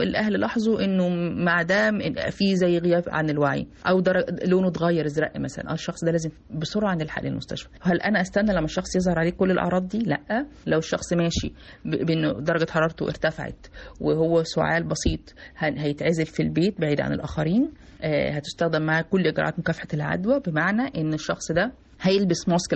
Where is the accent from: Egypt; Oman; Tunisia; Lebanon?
Egypt; ودي حاجة جديدة موجودة عندنا في مصر دلوقتي